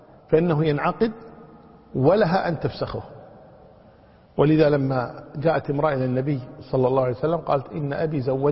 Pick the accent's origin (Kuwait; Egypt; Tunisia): Kuwait; عندنا في الكويت هنا البنوة مقدمة على الأبوة